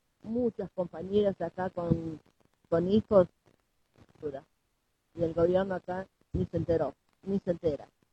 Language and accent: Spanish; Rivadavia, Argentina; Mira, yo soy de Rivadavia.